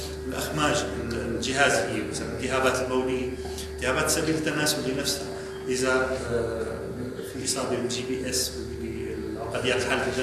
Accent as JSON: {"language": "Arabic", "country": "Syria", "said": "عندنا بسوريا يختلف حسب المكان حسب المشفى حسب الكميات الطبية"}